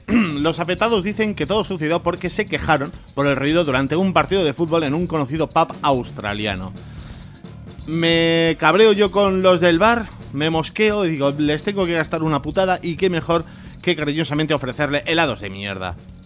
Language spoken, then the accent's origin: Spanish; Ibiza, Balearic Islands, Spain; Para quien no lo sepa, lo he dicho muchas veces en distintos medios, yo soy de Ibiza. En Ibiza tenemos cierto pique con los de Mallorca